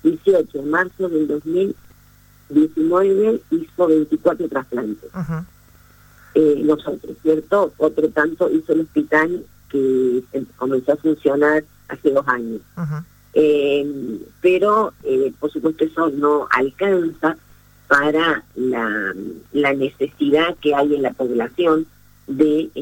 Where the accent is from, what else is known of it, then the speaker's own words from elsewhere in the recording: Argentina; nosotros como argentinos hemos tenido y seguimos teniendo una de las leyes de más avanzada en el mundo